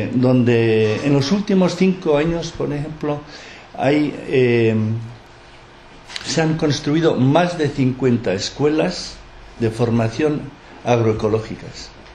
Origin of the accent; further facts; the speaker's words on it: Lekeitio, Basque Country, Spain; Entonces, yo soy de Lequeitio.